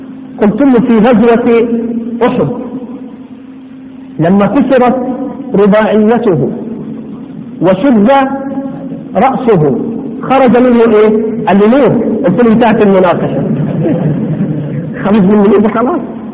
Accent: Upper Egypt, Egypt; والله أنا مصري وأصل من الصعيد، ها أصل من الصعيد لكن صعيد أبيض يعني

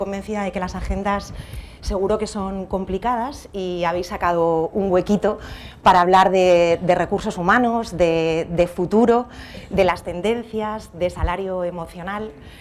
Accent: Madrid, Community of Madrid, Spain; accent: Castilian; Como veis, acento no tengo. Llevo toda la vida viviendo en Madrid, así que tengo un acento un poco más castellano, pero la realidad es que mi familia es de aquí, es de Sevilla, toda mi familia es de Andalucía

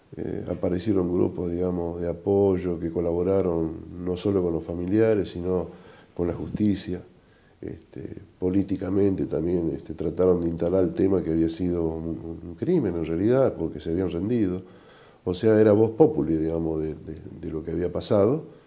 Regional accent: Argentina; nos ven que somos argentinos

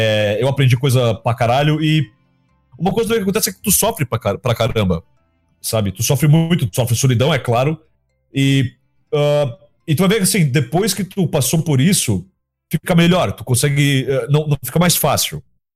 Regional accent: Blumenau, Santa Catarina, Brazil; eu sou de Blumenau, né, pros nossos ouvintes. Se tu vem de uma cidade pequena e tu vai pra uma cidade maior...

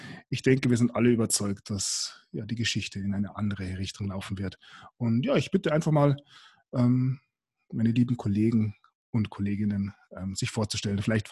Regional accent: Germany; now in Flensburg, Germany; Ich komme eigentlich aus der Nähe von Hamburg, wohne aber schon seit einem bisschen über einem Jahrzehnt jetzt in Flensburg hier oben. Der Liebe wegen bin ich hier hochgezogen.

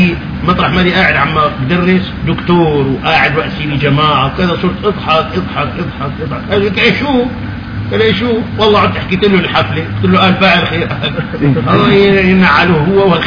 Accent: Syria; لك انا من قطر السوري

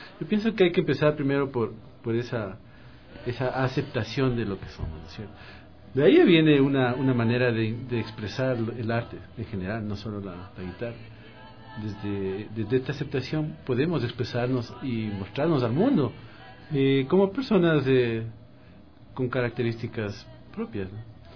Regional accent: Ecuador; Yo considero que nuestra manera de ser, de reconocernos como ecuatorianos

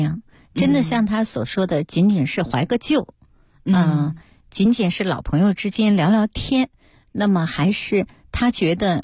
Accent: South China, China; 说我是南方人，我喜欢吃的清淡

